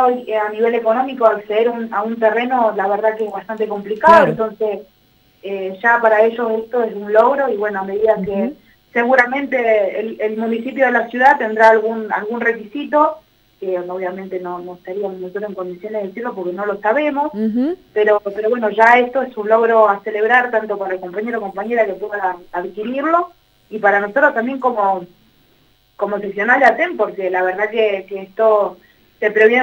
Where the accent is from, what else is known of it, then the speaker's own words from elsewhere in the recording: Chos Malal, Neuquén, Argentina; born there; yo por lo personal, que soy nacida acá en Chosmalal